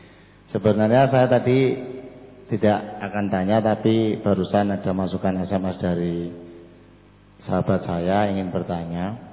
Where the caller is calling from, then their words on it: Wonogiri, Central Java, Indonesia; Saya dari Kresak Wonogiri … Tepatnya Prom Sewani Kresak Wonogiri Silogiri.